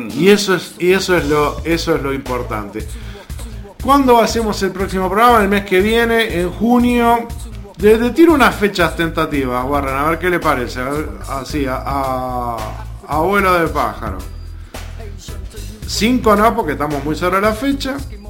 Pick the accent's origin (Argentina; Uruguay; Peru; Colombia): Uruguay; Nosotros, como uruguayos, sabemos que estamos en el 1.